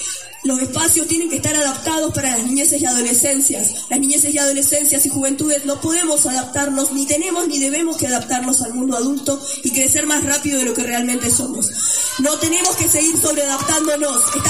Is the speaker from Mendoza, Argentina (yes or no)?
yes; Mendoza, Argentina; vengo de Mendoza